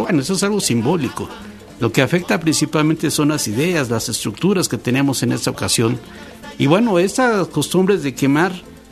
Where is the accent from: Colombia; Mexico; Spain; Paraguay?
Mexico; ojalá pudiéramos quemar nosotros, como país, como sociedad mexicana